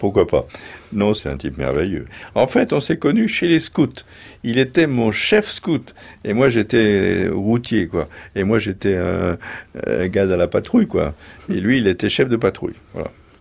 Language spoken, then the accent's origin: French; Anould, Grand Est, France; born there; Je suis né dans les Vosges, Mon père est né dans les Vosges, mon grand-père est né dans les Vosges, dans un petit village, tous les trois.